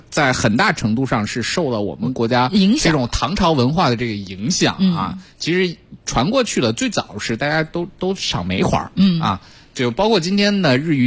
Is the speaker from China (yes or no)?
yes; China